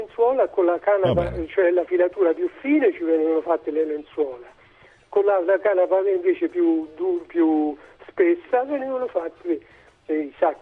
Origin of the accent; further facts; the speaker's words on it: Montefiascone, Lazio, Italy; Allora io mi ricordo da bambino che io sono di Montefascone